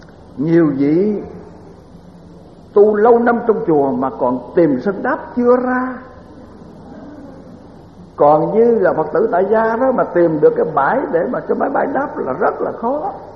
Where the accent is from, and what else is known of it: Mỹ Tho, Tiền Giang, Vietnam